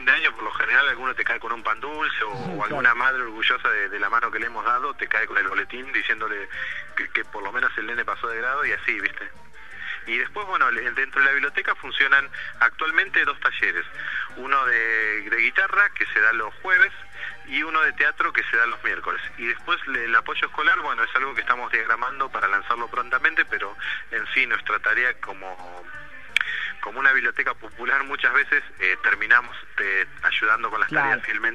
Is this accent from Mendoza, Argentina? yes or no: no; Moreno, Buenos Aires Province, Argentina; soy de Moreno Norte